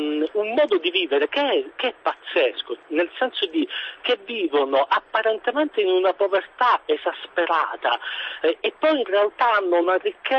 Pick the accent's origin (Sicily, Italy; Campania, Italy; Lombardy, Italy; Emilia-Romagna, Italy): Sicily, Italy; accent: Sicilian; Io, come si sentirà dall'accento, sono siciliano. Esattamente, sono un medico e lavoro in provincia di Siracusa.